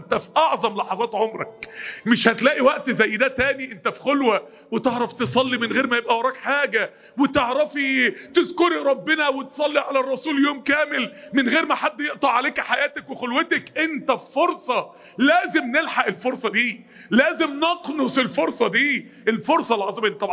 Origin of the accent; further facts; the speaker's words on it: Egypt; انا جاي من مصر ازور مسجد النبي.